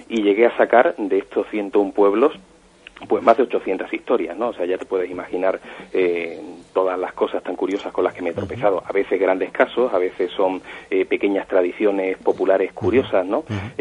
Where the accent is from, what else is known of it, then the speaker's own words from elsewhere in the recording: Andalusia, Spain; siempre ha sido por el misterio de mi tierra, ¿no? Por el misterio andaluz.